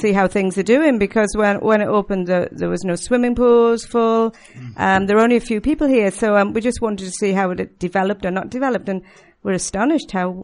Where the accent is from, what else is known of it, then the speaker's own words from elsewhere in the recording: Alnmouth, North East England, United Kingdom; We're from Almouth in Northumberland in Great Britain.